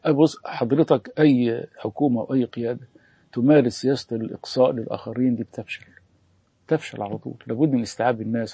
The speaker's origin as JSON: {"language": "Arabic", "town": "Alexandria", "region": "Alexandria Governorate", "country": "Egypt", "said": "واحنا اساسا من اسكندريه"}